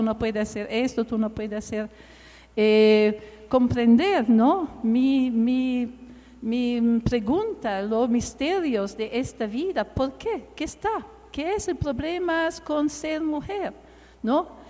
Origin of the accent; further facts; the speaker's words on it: Italy; born there; Spanish is a second language; yo nací en Italia en el periodo, en los años después de la Segunda Guerra Mundial.